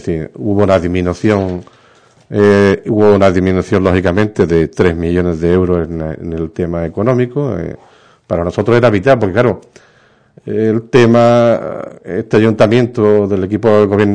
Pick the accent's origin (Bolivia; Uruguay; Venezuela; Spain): Spain; Ubrique, Andalusia; un gran orgullo como ubriqueño, pues haber podido estar en Bruselas defendiendo los intereses de mi pueblo. Así, he sido el primer alcalde de Ubrique que ha estado en dos comisiones parlamentarias en el Parlamento Europeo